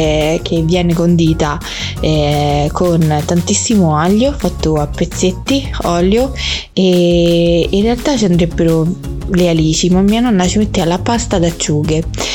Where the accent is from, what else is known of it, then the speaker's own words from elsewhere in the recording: Monterotondo, Lazio, Italy; all'interno del centro storico di Monterotondo, del mio paese